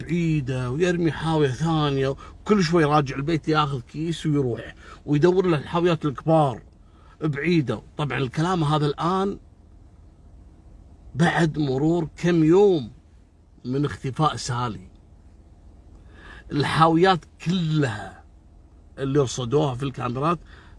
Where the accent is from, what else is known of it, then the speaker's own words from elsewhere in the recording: Kuwait; عندنا بالكويت